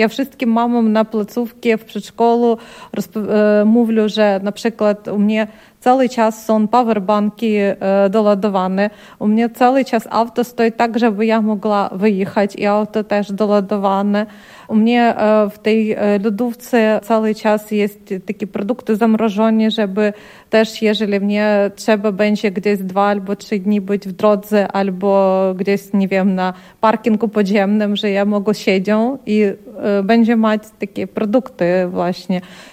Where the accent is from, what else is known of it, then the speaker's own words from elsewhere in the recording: Ukraine; Polish is a second language; A kiedy my tutaj też jako Ukraińcy, jako ludzie też z takim doświadczeniem